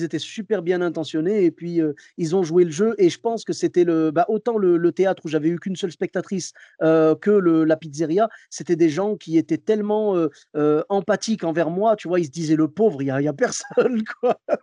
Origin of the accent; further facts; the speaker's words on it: Bordeaux, Nouvelle-Aquitaine, France; moi, je devais retourner travailler chez moi à Bordeaux.